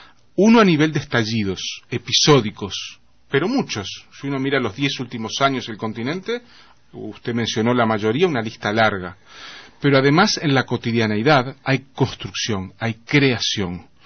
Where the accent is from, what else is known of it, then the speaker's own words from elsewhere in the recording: Uruguay; como sucede en Uruguay, en mi país.